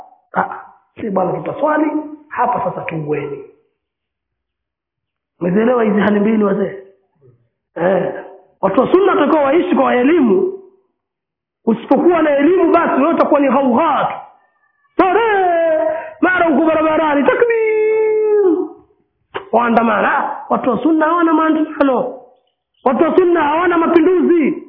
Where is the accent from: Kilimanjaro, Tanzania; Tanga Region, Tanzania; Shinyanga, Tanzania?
Tanga Region, Tanzania; Pangani; Kama ni kule kwetu kuna amiri wa Pangani, kuna amiri wa Tanga, kuna amiri wa Tanzania.